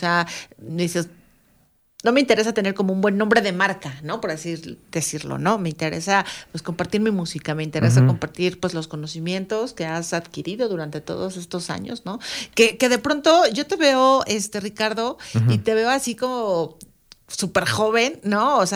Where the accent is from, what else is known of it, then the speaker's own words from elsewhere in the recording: Mexico City, Mexico; yo soy chilanga, ¿no? Nada más que ya tengo algunos años viviendo acá en esta parte del Estado de México, aquí en las faldas del Iztaccíhuatl y el Popocatépetl.